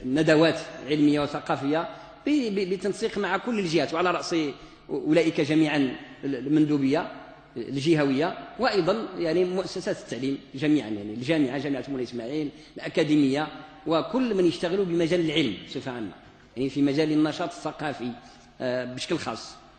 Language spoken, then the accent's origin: Arabic; Morocco; عندنا في المغرب نقص شديد في ما يتعلق بمستوى صناعة الوعظ والإرشاد والخطابة